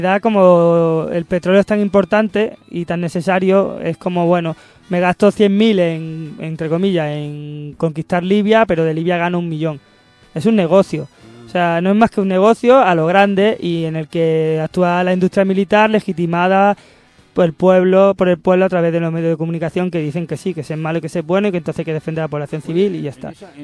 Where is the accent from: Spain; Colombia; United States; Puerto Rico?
Spain; Andalusia; Por supuesto, soy andaluz.